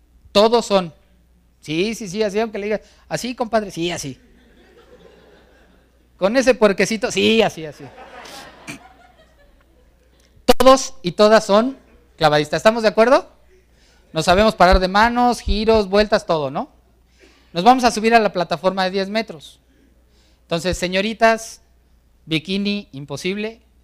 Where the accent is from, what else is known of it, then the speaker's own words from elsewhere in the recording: Mexico; Te pones nervioso porque como buenos mexicanos dices